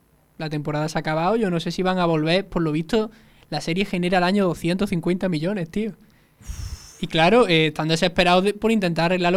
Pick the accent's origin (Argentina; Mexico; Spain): Spain; Málaga, Andalusia; Pero si a ti te pregunto ¿de dónde eres, yo soy de Málaga.